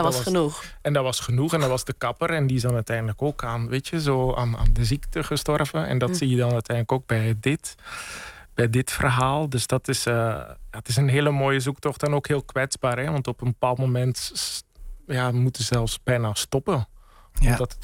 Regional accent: Bellegem, Flanders, Belgium; En ik herken ook heel veel vanuit het West-Vlaamse dorp Bellegem, waar ik ben opgegroeid

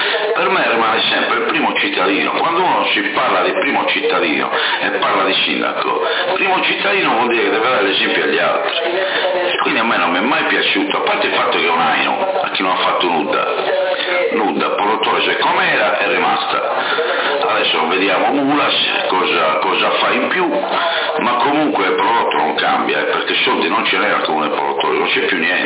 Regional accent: Porto Torres, Sardinia, Italy; now in Sassari, Italy; da cittadino portotorrese, perché io sono sempre un cittadino portotorrese, anche se abito a Sassari, sono nato e vissuto a Portotorrese

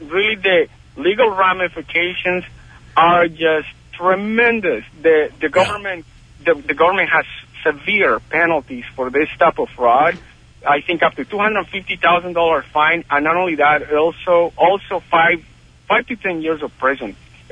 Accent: Colombia; I am from Colombia.

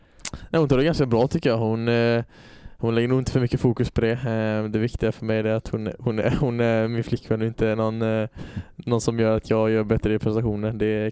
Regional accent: Öland, Kalmar County, Sweden; jag visste inte om jag var hemma på Öland eller om jag var på

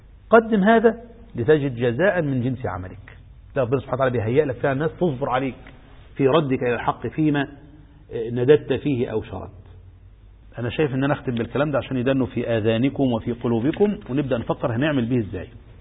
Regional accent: Egypt; في هذا التشرذم الذي نعيشه في بلدنا مصر

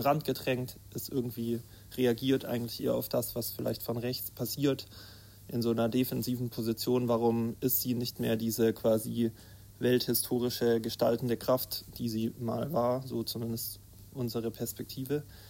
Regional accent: Leipzig, Saxony, Germany; ich komme auch aus Leipzig, von dort, bin auch dort bei Platypus organisiert

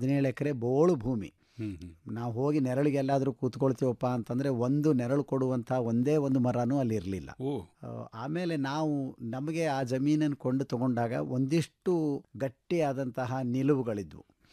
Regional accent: Athani, Karnataka, India; ನಮ್ಮ ಊರು ಅಥಣಿ. ಅಥಣಿ ಒಳಗೆ ನಮ್ಮ ಕುಟುಂಬದಿಂದ ಬಂದಂತಹ ಜಮೀನು ಅಲ್ಲಿರೋದ್ರಿಂದ

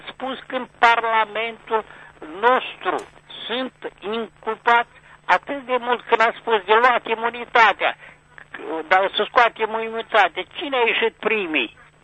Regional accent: Moldova; care suntem moldoveni

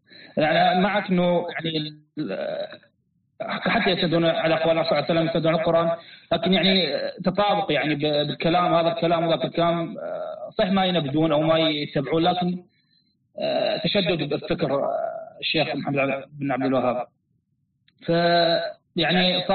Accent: Iraq; شيخ أنا من العراق

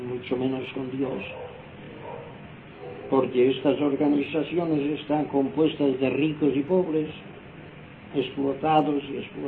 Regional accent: Inca, Balearic Islands, Spain; Aquí estamos en Palma de Mallorca. Yo, el que os habla, soy mallorquín, nací en el pueblo de Inca en el año 1918. Ahora tengo 82 años de edad.

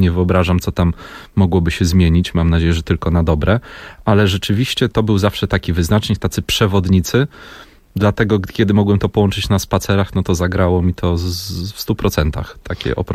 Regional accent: Warsaw, Masovian Voivodeship, Poland; to byli pierwsi przewodnicy w ogóle po tych miejscach, jak ja jestem z Mokotowa

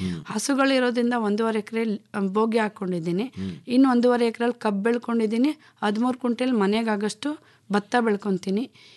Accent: Mandya, Karnataka, India; ನಾನು ಮೂಲತಃ ಮಂಡ್ಯದವರು, ಆದರೆ ನಾನು ಕೃಷಿ ಮಾಡ್ತಿರೋದು ಶಿವಳ್ಳಿಯಲ್ಲಿ.

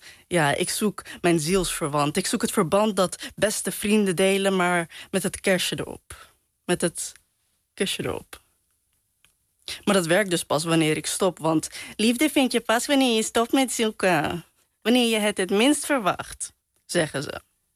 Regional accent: Netherlands; Ik ben Pakistaans, ik ben Surinaams, ik ben moslim. Ik ben in Nederland opgegroeid.

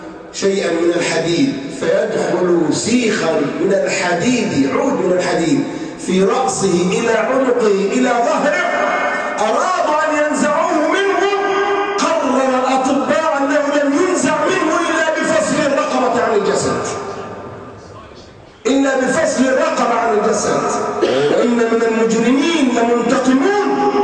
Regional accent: Egypt; ينطلق بها على الطريق الصحراوي عندنا في مصر

